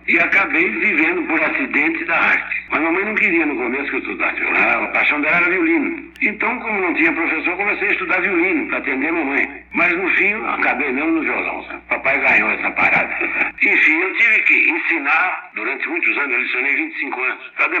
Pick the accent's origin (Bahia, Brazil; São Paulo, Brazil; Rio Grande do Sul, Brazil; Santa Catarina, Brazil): São Paulo, Brazil; Guaratinguetá; Sou de Guaratinguetá, cidade aqui do Vale do Paraíba.